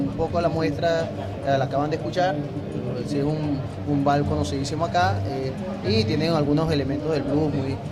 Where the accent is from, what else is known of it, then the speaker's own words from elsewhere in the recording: Cumaná, Sucre, Venezuela; Buenos días, así como lo dijo usted, venimos de Cumaná